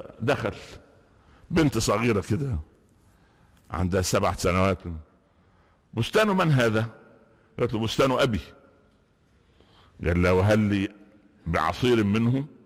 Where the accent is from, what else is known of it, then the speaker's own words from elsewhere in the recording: Upper Egypt, Egypt; كنا انا نشات في قريه في الصعيد، صعيد مصر